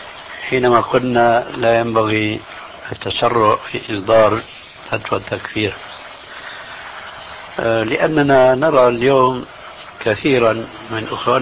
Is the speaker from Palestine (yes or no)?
no; Syria; لا، إذن كما يقولون عندنا في الشام، ابعد عن الشر والنيله